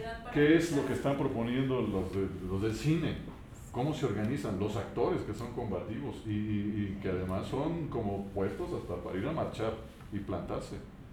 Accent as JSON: {"language": "Spanish", "town": "Morelia", "region": "Michoacán", "country": "Mexico", "said": "la existencia del movimiento coral que tradicionalmente se dice que existe en Morelia, por lo menos, que es de donde yo soy"}